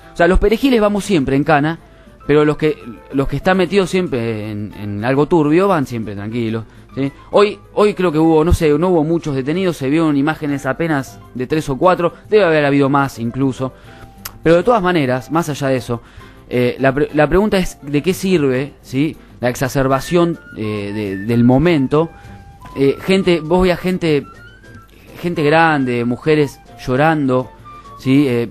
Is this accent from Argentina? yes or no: yes; Argentina; Sí, exactamente. Todos argentinos, así que bueno